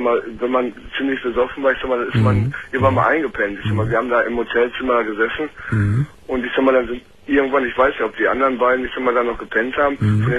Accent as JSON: {"language": "German", "town": "Hanover", "region": "Lower Saxony", "country": "Germany", "said": "ich komme aus Hannover"}